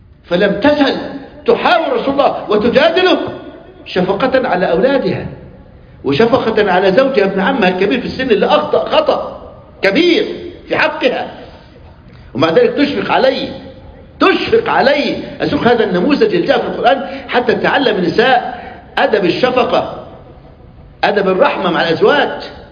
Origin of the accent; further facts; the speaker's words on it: Egypt; مثل عندنا في مصر من ساب داره قل مقداره.